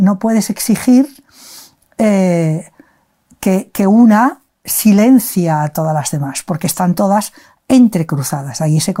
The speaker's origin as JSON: {"language": "Spanish", "town": "Barcelona", "region": "Catalonia", "country": "Spain", "tie": "born there", "moved": "as an adult", "lives_now": "Madrid, Spain", "said": "Nací en Barcelona en el 46 y llevo viviendo en Madrid desde el año finales del 69. O sea que realmente ya estoy aclimatada aquí a la capital."}